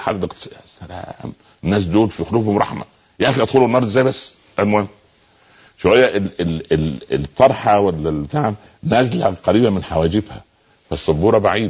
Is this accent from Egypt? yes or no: yes; Egypt; احنا اصلا ما حدش هيطلعنا من مصر احنا قاعدين في البلد ان هنا قاعدون نحن اصحابها وهي امنا فاحنا مش هنهاجر منها